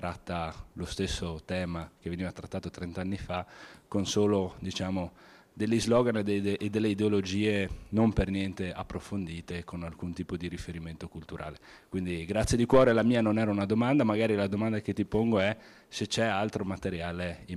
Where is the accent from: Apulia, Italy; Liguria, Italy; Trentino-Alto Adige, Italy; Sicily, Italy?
Trentino-Alto Adige, Italy; Bolzano; born there; Io sono nato a Bolzano, precisamente a Collina Pasquali, proprio in quel posto lì